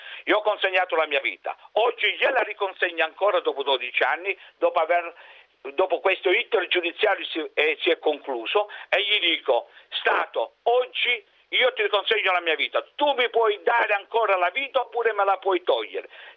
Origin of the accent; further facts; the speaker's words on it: Calabria, Italy; moved away as an adult; non possiamo far più rientro nella mia terra, nella mia Calabria